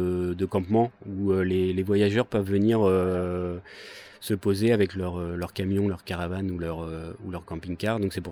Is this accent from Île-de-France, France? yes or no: no; Dieppe, Normandy, France; now in Rouen, France; Moi, à l'origine, je suis de Dieppe, donc une petite ville pas loin de Rouen, sur la côte. Et puis, je suis venu à Rouen pour faire mes études. Donc oui, ça fait quelques années que je suis à Rouen.